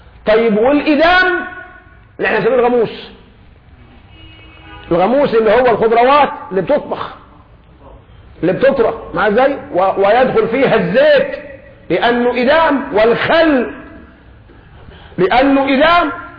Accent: Egypt; نحن كمصريين الخبز على كل مائدة، في الفطار، في الغداء، في العشاء خبز

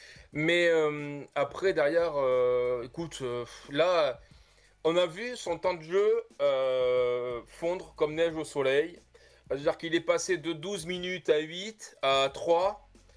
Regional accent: France; Nous, en tant que Français, on l'aime beaucoup.

